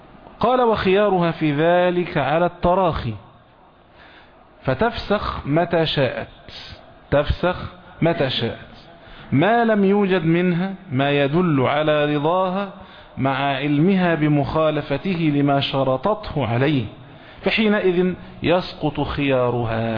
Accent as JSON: {"language": "Arabic", "country": "Egypt", "said": "اللي هو احنا بنقولها بالتعبير العام عندنا في مصر هنا، اللي اوله شرط اخر نص"}